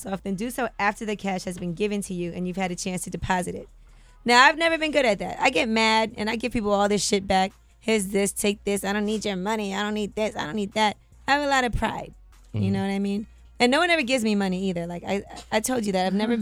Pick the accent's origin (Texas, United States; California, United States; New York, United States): New York, United States; Brooklyn; We're all from Brooklyn.